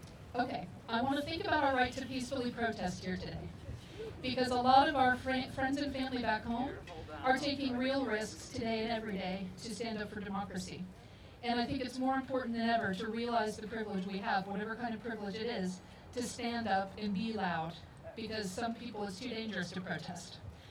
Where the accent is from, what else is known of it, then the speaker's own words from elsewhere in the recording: Middletown, Ohio, United States; now in The Hague, Netherlands; I'm originally from Cincinnati, Middletown to be exact.